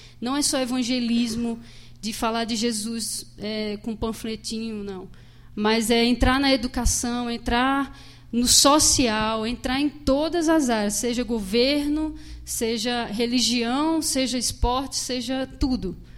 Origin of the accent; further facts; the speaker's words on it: Paraíba, Brazil; now in Curitiba, Brazil; Eu, só para vocês se localizarem … sou da Paraíba. Estou aqui já faz 3 anos.